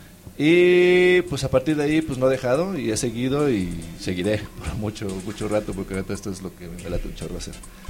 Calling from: Mexico; Aquí saludando desde México.

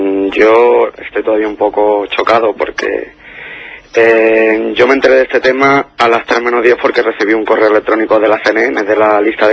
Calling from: Málaga, Andalusia, Spain; Sí, sí, soy de Málaga.

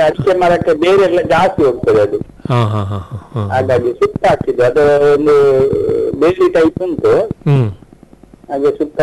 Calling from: Puttur, Karnataka, India; ಪುತ್ತೂರು, ದಕ್ಷಿಣ ಕನ್ನಡ ಜಿಲ್ಲೆ.

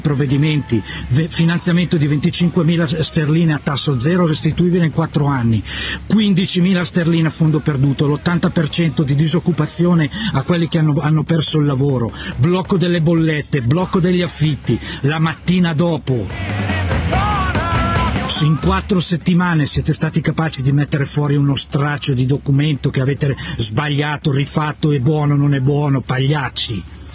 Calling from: Lombardy, Italy; qua a Brescia, Bergamo, dalle nostre parti

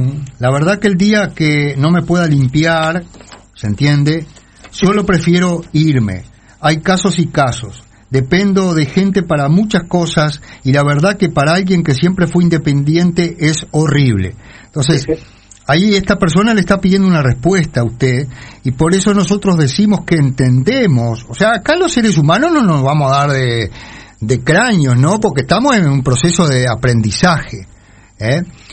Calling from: Durazno, Uruguay; de Durazno, saludo

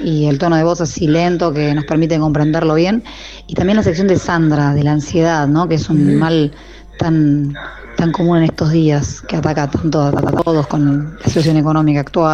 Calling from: Quilmes, Buenos Aires Province, Argentina; de Quilmes de nuevo

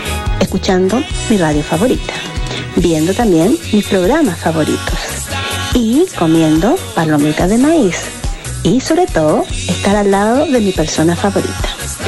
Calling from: Chile; desde Chile dando el presente y escuchando el programa como cada sábado

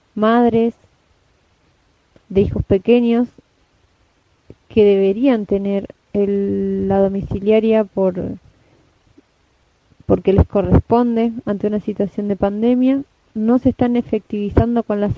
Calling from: La Plata, Buenos Aires Province, Argentina; Los Hornos, La Plata. Desde acá, junto con compas de Capital Federal y el oeste del conurbano bonaerense, estamos en solidaridad

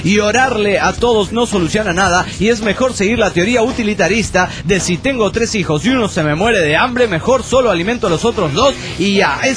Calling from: Guadalajara, Jalisco, Mexico; de Guanatos, Jalisco, México.

